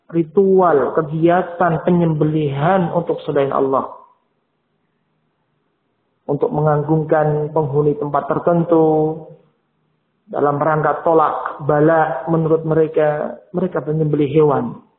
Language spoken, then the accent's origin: Indonesian; Purworejo, Central Java, Indonesia; kalau di kampung halaman saya dulunya di mana Purworejo sana